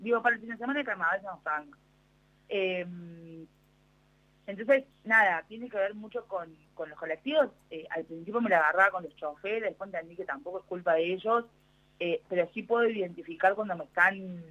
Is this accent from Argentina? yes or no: yes; Córdoba, Argentina; also born or lived in Villa Carlos Paz; yo soy cordobesa, Córdoba Capital ha avanzado muchísimo en materia de accesibilidad, digo, eso lo digo siempre que puedo, pero sin embargo viví los últimos 7 años de mi vida en Villa Carlos Paz